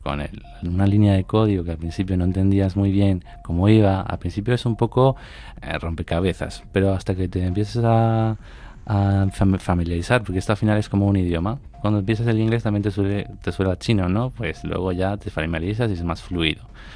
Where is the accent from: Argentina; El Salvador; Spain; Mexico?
Spain; Madrid, Community of Madrid; Se llama Life Code Math porque somos de Madrid